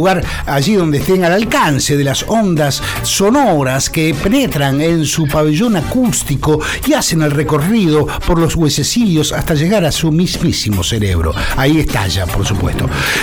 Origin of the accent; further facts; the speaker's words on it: Lomas de Zamora, Buenos Aires Province, Argentina; Pasa que yo soy de Loma de Zamora. Digo, no es desconocimiento de lo que ocurre en la ciudad, pero es desconocimiento porque vivo en Loma de Zamora.